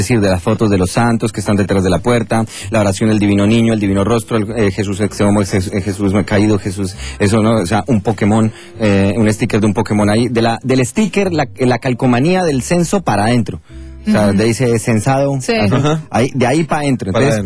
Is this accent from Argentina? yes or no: no; Bogotá, Colombia; se parece mucho al barrio donde yo crecí, en Colombia, a Modelia, a Normandía, y esa zona que era la zona de Bogotá donde yo crecí